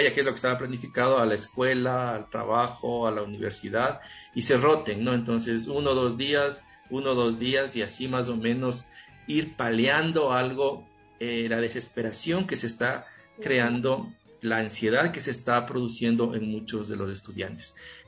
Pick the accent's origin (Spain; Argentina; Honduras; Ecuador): Ecuador; Fundamentales en nosotros como latinoamericanos y como ecuatorianos.